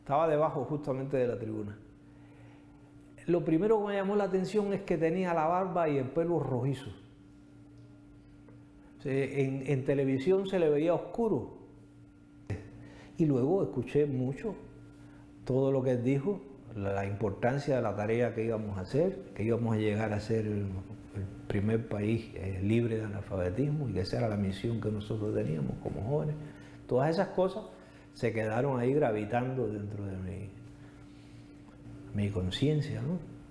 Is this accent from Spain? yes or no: no; Cuba; el primer acto de compromiso que yo tuve como ciudadano de Cuba